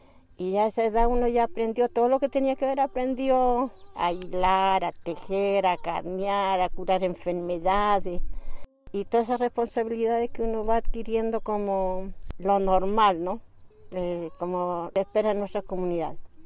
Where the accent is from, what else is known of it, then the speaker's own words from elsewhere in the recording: Chapiquiña, Arica y Parinacota, Chile; born there; yo nací en la precordillera, en el sector de Chapiquiña. ¿Y eso qué quiere decir? Que mis padres y nuestros ancestros hacían ese tránsito desde el altiplano hacia la precordillera